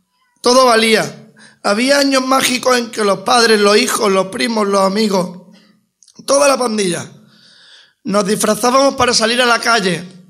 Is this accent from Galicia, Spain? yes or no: no; Archidona, Andalusia, Spain; Todas las caries que tuve de niño fueron porque crecí aquí comprando chuches